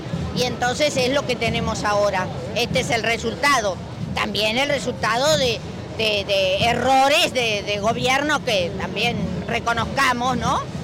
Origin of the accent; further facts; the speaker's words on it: Loncopué, Neuquén, Argentina; Y yo no vivo acá, vengo de la Patagonia, de un pueblo chiquito que se llama Loncopué, y estoy feliz de estar acá y de representar también a mucha gente de allá.